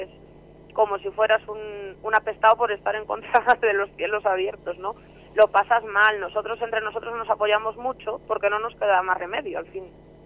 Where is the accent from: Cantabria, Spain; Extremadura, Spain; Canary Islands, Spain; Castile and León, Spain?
Castile and León, Spain; yo soy de la Ciana y llevamos toda la vida en contra de los cielos abiertos.